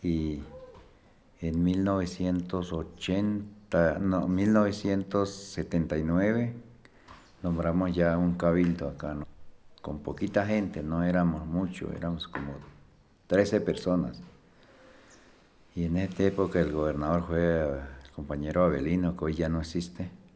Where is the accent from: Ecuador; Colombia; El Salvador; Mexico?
Colombia; Samaná, Caldas; born there; Nuestros padres son del Cauca, ya yo soy nacido aquí en Samaní.